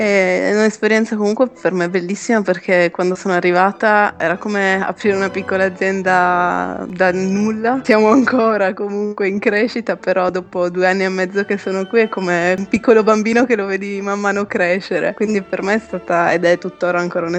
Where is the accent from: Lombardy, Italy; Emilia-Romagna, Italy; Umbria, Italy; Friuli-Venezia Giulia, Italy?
Friuli-Venezia Giulia, Italy; Gorizia; also born or lived in Trieste; now in Vienna, Austria; io ormai sono a Vienna da 2 anni e mezzo. Sono di Trieste, sono nata a Trieste, sono cresciuta a Gorizia. Ho vissuto 5 anni fa, un breve periodo qui a Vienna